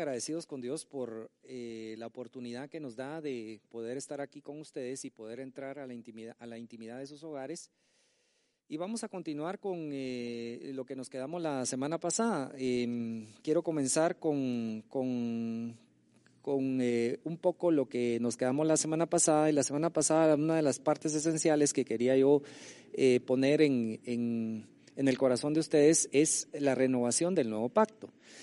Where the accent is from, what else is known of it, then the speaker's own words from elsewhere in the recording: Guatemala; Como guatemaltecos, nosotros funcionamos en principio bajo la Constitución de Guatemala